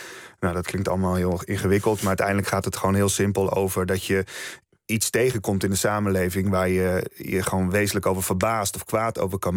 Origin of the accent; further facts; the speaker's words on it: Netherlands; Maar het is überhaupt gek dat ik als Nederlander die kennis niet heb.